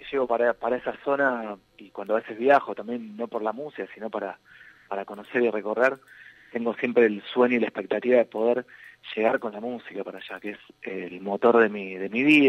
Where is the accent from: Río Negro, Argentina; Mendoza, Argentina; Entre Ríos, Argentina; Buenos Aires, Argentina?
Buenos Aires, Argentina; Bueno, yo soy de Buenos Aires, uh-huh, soy de la ciudad de Buenos Aires, nací acá